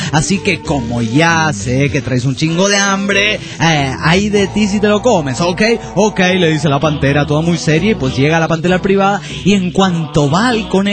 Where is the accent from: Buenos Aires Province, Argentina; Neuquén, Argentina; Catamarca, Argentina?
Catamarca, Argentina; soy de Catamarca, Argentina.